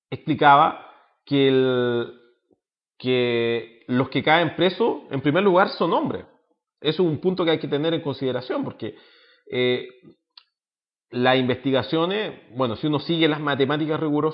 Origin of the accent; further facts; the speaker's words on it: Chile; Y nos tienen a nosotros capturados como opinión pública y como chilenos